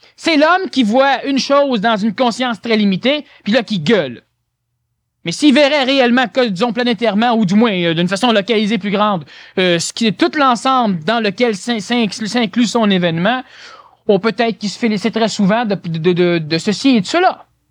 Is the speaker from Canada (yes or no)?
yes; Canada